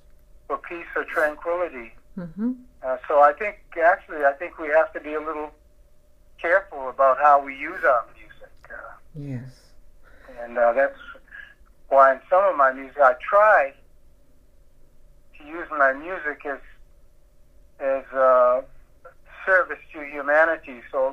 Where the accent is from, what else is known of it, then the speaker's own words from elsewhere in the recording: Boston, Massachusetts, United States; I would, although born and raised in Boston, I was able to get a radio station from New York City that emanated from Birdland in New York